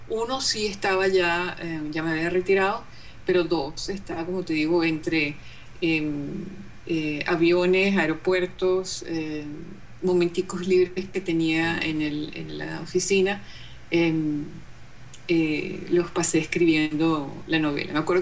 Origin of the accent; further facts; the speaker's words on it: Venezuela; moved away as an adult; yo me fui de Venezuela por razones políticas.